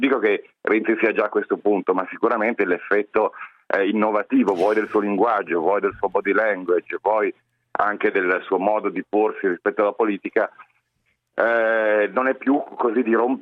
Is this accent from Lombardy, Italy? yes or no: yes; Milan, Lombardy, Italy; io sono expottendista, da milanese, per quanto fuori sede ormai.